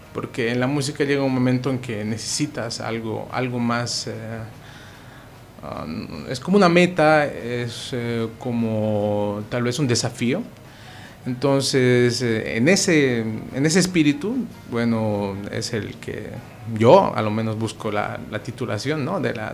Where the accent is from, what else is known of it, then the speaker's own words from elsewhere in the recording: Cochabamba, Bolivia; now in Santa Cruz, Bolivia; Sí, yo soy cochabambino de nacimiento, he vivido casi toda mi vida en Cochabamba. Llego acá a Santa Cruz por la situación esta de la carrera, ¿no?